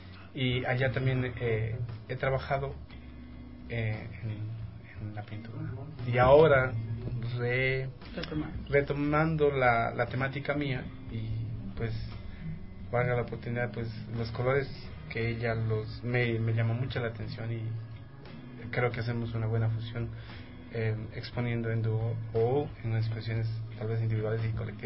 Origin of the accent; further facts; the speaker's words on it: Colombia; also born or lived in Ecuador; por ser latino, como colombiano que soy, y prácticamente yo estudié en el Ecuador.